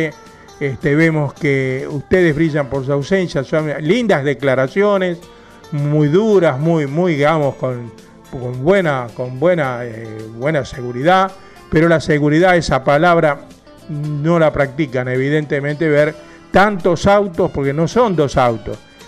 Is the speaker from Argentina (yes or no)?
yes; Quilmes, Buenos Aires Province, Argentina; los que somos de acá de Quilmes